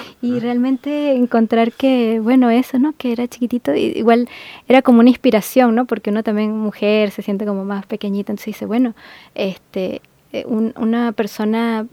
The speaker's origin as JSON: {"language": "Spanish", "region": "Aragua", "country": "Venezuela", "said": "Porque él nació en el estado de Aragua, de donde soy yo, donde nací yo."}